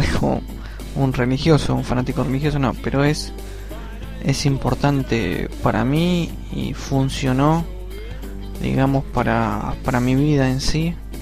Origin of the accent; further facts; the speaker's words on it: Argentina; cuando empecé a estudiar la materia, que era informática en sociedad acá en mi país, en Argentina